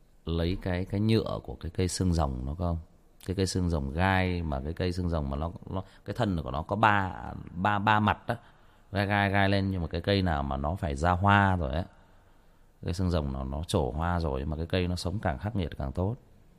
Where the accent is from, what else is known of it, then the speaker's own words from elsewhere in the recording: Trà Vinh, Vietnam; Quê tôi Trà Vinh